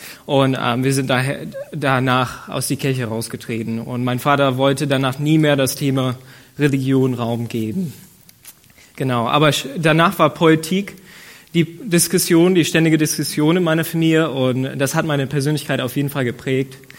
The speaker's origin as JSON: {"language": "German", "region": "Ohio", "country": "United States", "second_language": "German", "lives_now": "Germany", "said": "ich komme aus den USA, aus dem Bundesstaat Ohio. Und ich bin zu einer Familie geboren worden, die nicht besonders christlich waren."}